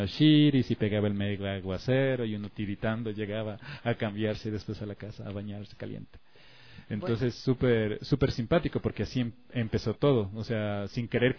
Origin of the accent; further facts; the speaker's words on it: Guayaquil, Guayas, Ecuador; Yo soy guayaco y conozco muy bien el centro.